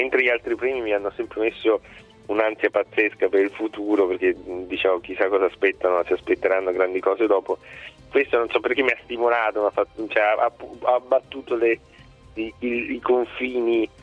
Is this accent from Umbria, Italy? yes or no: no; Palermo, Sicily, Italy; now in Milan, Italy; essendo palermitano, cioè la Sicilia è veramente distante